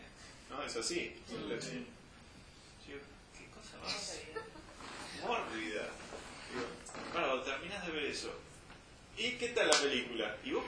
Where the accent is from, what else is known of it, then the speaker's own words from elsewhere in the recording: Buenos Aires, Argentina; now in Serrezuela, Argentina; Yo, por ejemplo, yo crecí en Buenos Aires. Evidentemente, ahora vivo en Serrazuela.